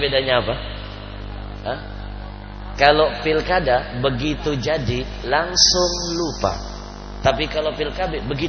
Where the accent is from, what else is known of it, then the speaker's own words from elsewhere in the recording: Palembang, South Sumatra, Indonesia; Dulu di kampung saya di Palembang